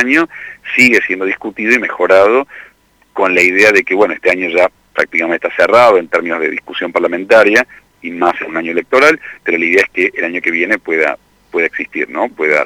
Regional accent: Córdoba, Argentina; now in Buenos Aires, Argentina; yo soy cordobés, ¿no? Y, si bien vivo en Buenos Aires

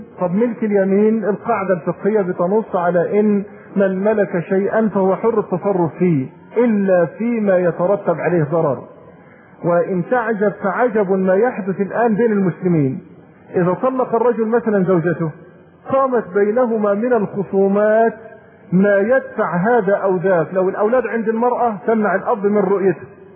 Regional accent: Egypt; دي للأسف اسوأ ما تكون عندنا في مصر

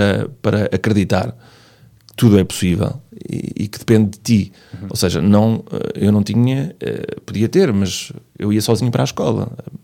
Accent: Valpaços, Norte, Portugal; saí de Valpaços, em Trás-os-Montes, quando acabei o secundário, já não havia mais

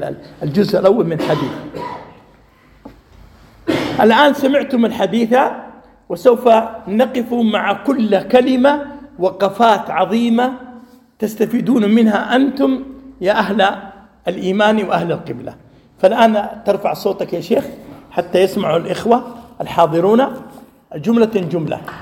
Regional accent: Saudi Arabia; قبل 3 عقود قام رجل في مسجد عندنا في السعودية

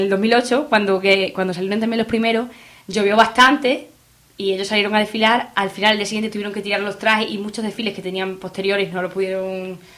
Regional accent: Alange, Extremadura, Spain; yo personalmente tengo el desfile en Alange, en mi pueblo

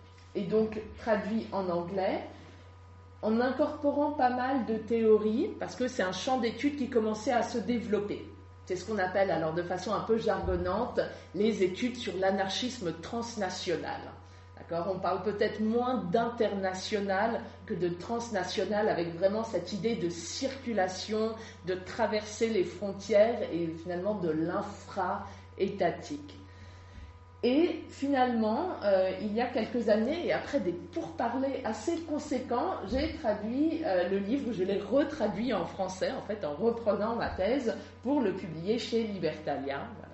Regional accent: France; j'ai grandi en France, je suis française.

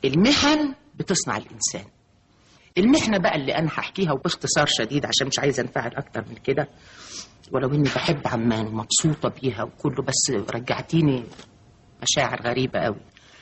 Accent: Upper Egypt, Egypt; أنا ست صعيدية، بنت صعيدية

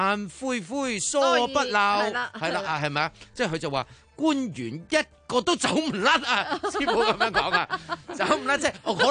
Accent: Hong Kong; 點解要你幫我哋香港人投資籤？

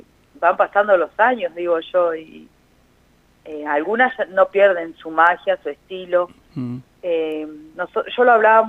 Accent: Carro Quemado, La Pampa, Argentina; now in Victorica, Argentina; Yo pertenezco soy de Carro Quemado, pero estoy viviendo hoy por hoy en Victorica.

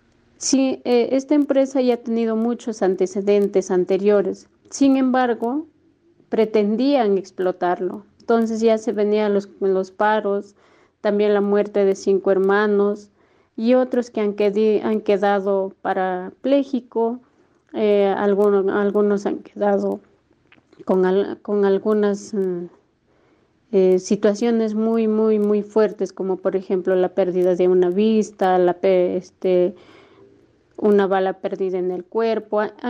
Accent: Porcón Bajo, Cajamarca, Peru; soy de Porcón Bajo, una comunidad campesina que queda al norte de Cajamarca, Perú.

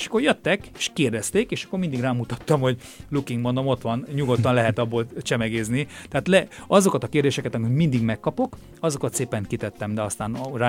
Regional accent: Transylvania, Romania; hogy magyar vagyok, de mégse vagyok magyar, Erdélyben bozgor voltam, tehát hazátlan volt

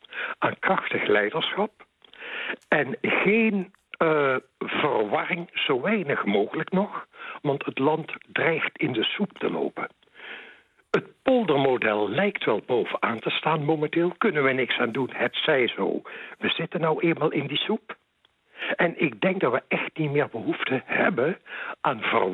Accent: Netherlands; En ik vind zelf als Nederlander zijnde dat jij dat niet uit hoeft te dragen op jouw werk.

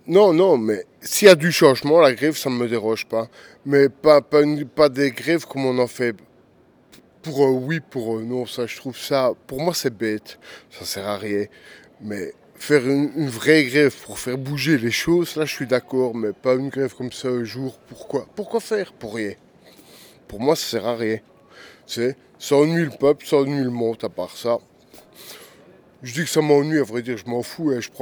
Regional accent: Liège, Wallonia, Belgium; moi, je suis un pur liégeois, je viens de Liège.

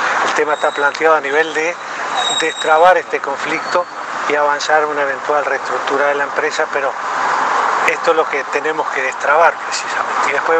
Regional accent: Uruguay; Como los uruguayos somos futboleros, y las uruguayas también, como un partido de fútbol.

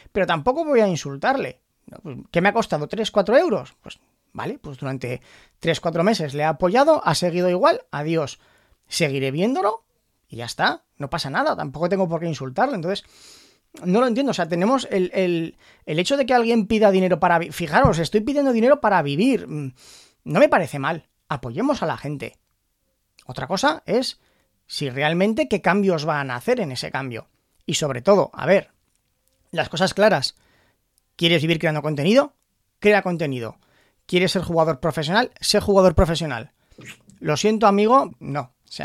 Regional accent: Spain; yo como jugador español de Hearthstone

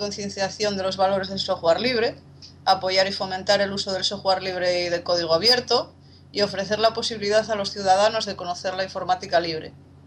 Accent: Cudillero, Asturias, Spain; De Cudillero, de lo que es mi concejo, mi pueblo.

